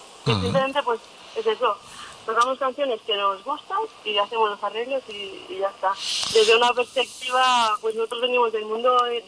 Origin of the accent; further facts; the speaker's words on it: Catalonia, Spain; Somos catalanes.